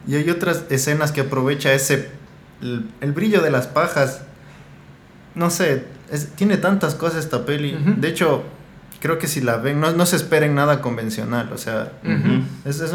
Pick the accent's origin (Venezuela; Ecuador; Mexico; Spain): Ecuador; algunas cosas que tú creías como cineasta ecuatoriano que ya eran originales de tu parte